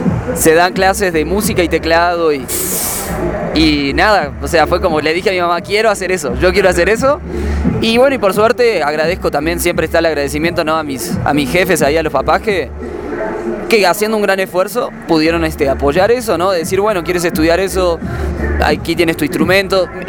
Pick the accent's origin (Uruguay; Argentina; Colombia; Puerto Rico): Uruguay; en Uruguay, que de donde soy oriundo, nacido.